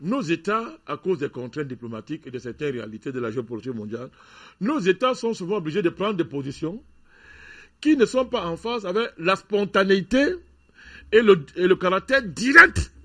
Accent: Cameroon; chez nous au Cameroun

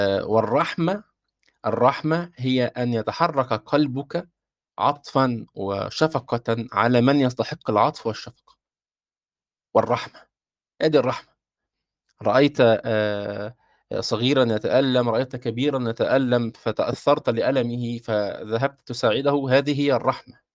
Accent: Egypt; يعني إحنا ممكن عندنا في مصر نقول صبيان بالضم هكذا،

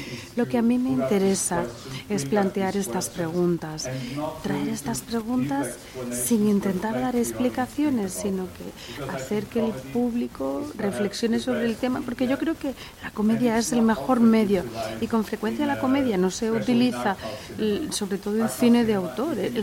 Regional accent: Portugal; Spanish is a second language; algo que no se había visto en Portugal, en el cine antes, a lo mejor en la cinematografía sí, pero en mi país no.

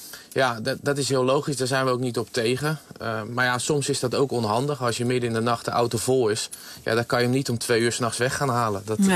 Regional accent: Netherlands; En daar zijn we als Nederlanders niet aan gewend.

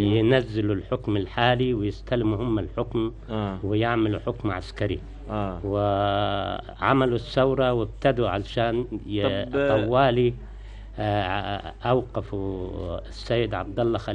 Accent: Egypt; انا مصري من الجمهوريه العربيه المتحده.

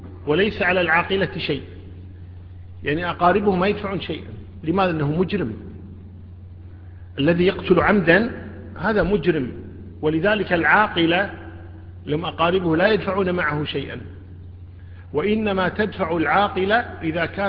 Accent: Kuwait; 12,000 الدية عندنا 12,000 في الكويت

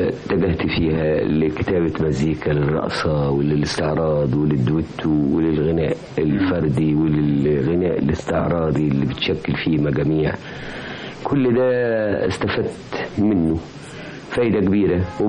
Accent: Egypt; أهلا أهلا بيك أنت وبجميع المستمعين وجميع أهلي في بلادي مصر

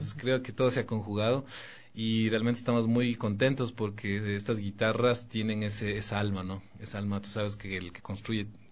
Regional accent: Quito, Pichincha, Ecuador; Me confundía con mexicano, digo, no, yo soy quiteño

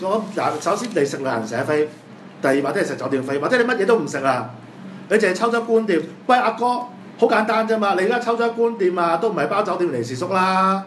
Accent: Hong Kong; 就係話我哋香港人咧係唔介意你哋嘅節目係全部日文嘅

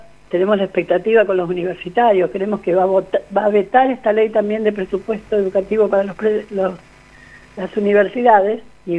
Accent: Chaco, Argentina; Bueno, yo soy del Chaco

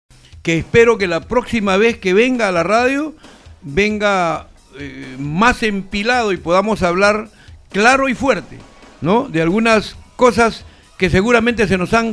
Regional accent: El Carmen, Ica, Peru; Mi pueblito tiene 600 viviendas, el distrito del Carmen. Tiene su comida, su seco de gato, su carapurcra con sopa seca, sus chicharrones. Pero es nuestra identidad culinaria.

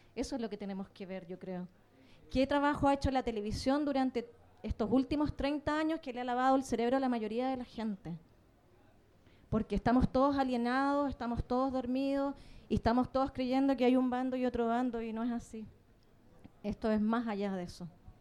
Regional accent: Patagonia, Chile; yo soy chilena. He vivido muchos conflictos desde mi infancia. Vengo de una zona del sur de Chile, que es la Patagonia

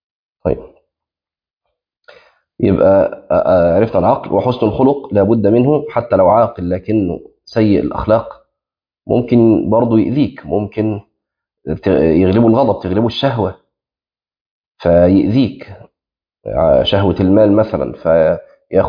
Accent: Egypt; في مثل عندنا في مصر يعني مشهور

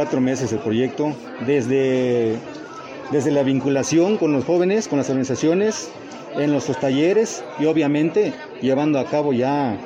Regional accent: Oxchuc, Chiapas, Mexico; Soy originario de Ochuc, Chiapas, de la comunidad de Medialuna.

